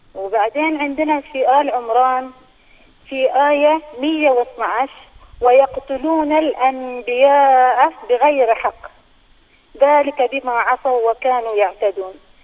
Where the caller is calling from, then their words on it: Qatar; أنا من قطر.